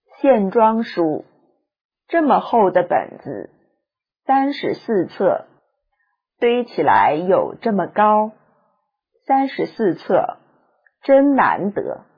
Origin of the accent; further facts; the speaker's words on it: Jinniu, Anhui, China; 桐城距离我的老家很近，金牛镇距离桐城只有四五十里，距离庐江县也是四五十里路